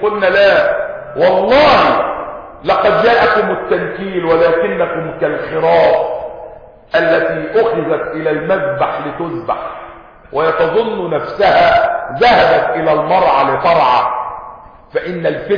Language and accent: Arabic; Egypt; والحمد لله ان بلدنا مصر يعني اقل البلاد خسارة